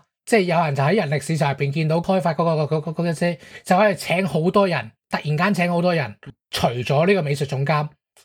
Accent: Hong Kong; 即系我哋香港人就好听，我谂大家应该都有听过啦

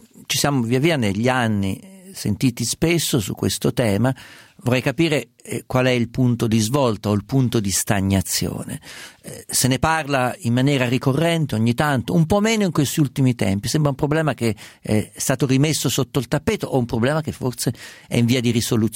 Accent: Umbria, Italy; sono umbro

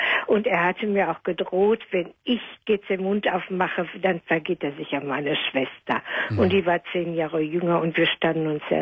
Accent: Nettelstedt, North Rhine-Westphalia, Germany; also born or lived in Herne; da sind wir vor Nettelstedt, als mein Vater dann in Herne, wir sind aus Herne geboren, in Herne wieder eine Arbeit hatte, sind wir von Nettelstedt nach Herne gezogen

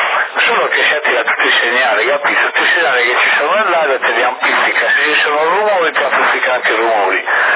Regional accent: Sassari, Sardinia, Italy; però ce l'ho accentuata la S, io sono di Sassari.

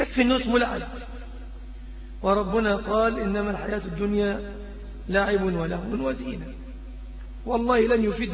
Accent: Egypt; المنكر الذي عم وطغى في بلادنا مصر

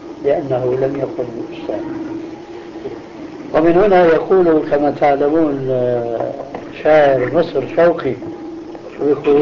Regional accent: Damascus, Damascus Governorate, Syria; أنا دراستي النظامية لا تتعدى الدراسة الابتدائية، وكانت الدراسة يومئذ عندنا في دمشق 5 سنوات.

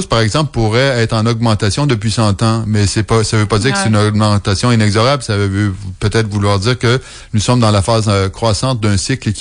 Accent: Quebec, Canada; moved away as an adult; j'ai quitté l'Amérique du Nord pour mes études au début des années 90. Et puis avant d'avoir quitté, il y en avait encore beaucoup. Mon retour au Québec...

